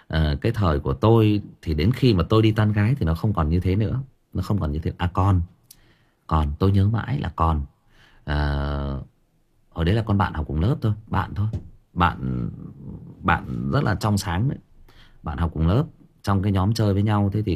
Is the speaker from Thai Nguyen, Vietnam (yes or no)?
yes; Thái Nguyên, Thai Nguyen, Vietnam; em sinh ra và lớn lên ở Thái Nguyên, thế nhưng mà quê em tức là ông bà già em là thoát ly lên trên khu găng thép Thái Nguyên này và gặp nhau lấy nhau, thì em được sinh ra và lớn lên ở đây.